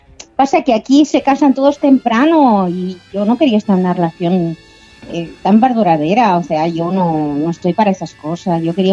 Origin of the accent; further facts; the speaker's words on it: Spain; Yo soy de España.